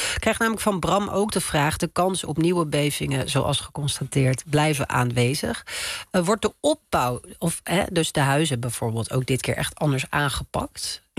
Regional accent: Hatay, Turkey; Ik kom uit Hatay.

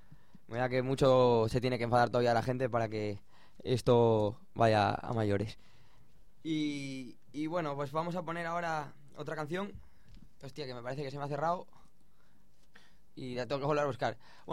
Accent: Avilés, Asturias, Spain; se dio en Avilés, que es de donde soy yo

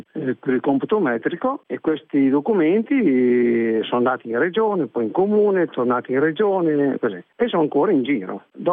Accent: Cavezzo, Emilia-Romagna, Italy; Io sono di Cavezzo.

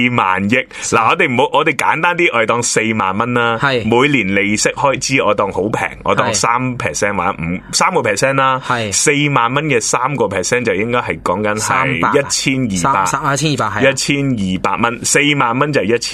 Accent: Hong Kong; 作为香港人，我相信

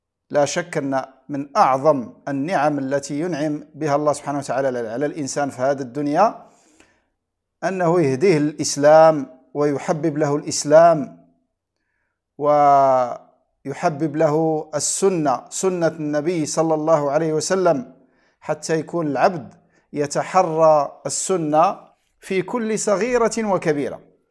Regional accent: Morocco; أشرف وأسعد بالتواصل معكم وهذا اللقاء المتجدد مع أحبتي في بلدي المغرب

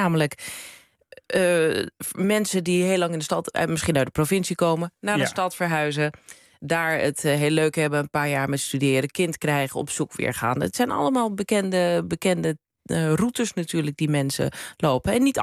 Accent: Krommenie, North Holland, Netherlands; En ik ben zelf, kom ik uit Krommenie. Ja. Het is een paar dorpjes verderop.

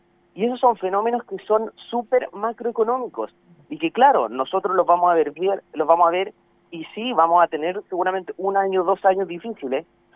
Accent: Chile; yo creo que es la actitud mínima que tenemos que tener como chilenos, en verdad

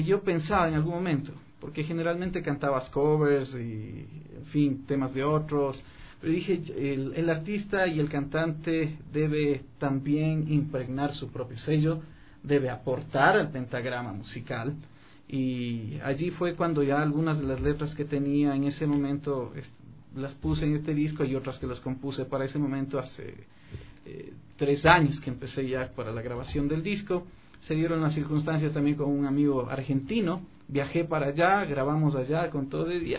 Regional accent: Riobamba, Chimborazo, Ecuador; soy tan querendón de la tierra, soy de la tierra. Soy de Riobamba, de la Armada Sultana de los Andes. Mis padres, en fin, son de allá, de Chimborazo, de un pequeño cantón hermoso llamado Penipe, el pueblo de la solidaridad.

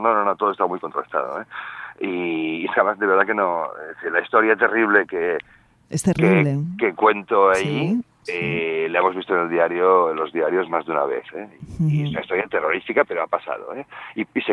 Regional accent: Barcelona, Catalonia, Spain; De hecho, yo soy de Barcelona.

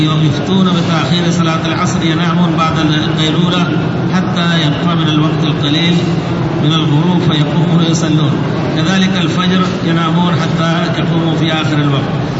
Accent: India; Arabic is a second language; أنا متخصص في المذهب الحنفي فخلوني أقول وأنا هندي

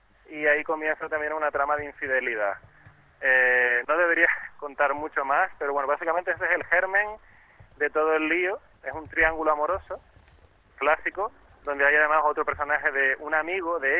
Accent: Canary Islands, Spain; now in Gran Canaria, Spain; Pero yo, como tinerfeño, pues quizás me ha llamado más la atención ese tipo de costa, o lo he podido ver con una perspectiva diferente al venir de fuera

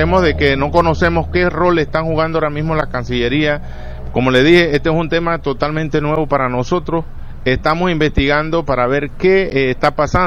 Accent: Panama; Entonces nosotros como panameños no estamos realmente preparados para poder atender una ola de migrantes o de refugiados de esa naturaleza

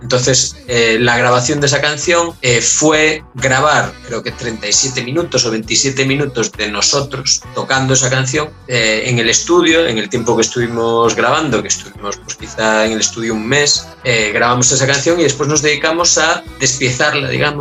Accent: Galicia, Spain; Nosotros somos de Galicia, no estamos situados en las capitales, digamos, de ni siquiera de nuestras provincias, quiero decir, estamos un poquito en los márgenes dentro de España.

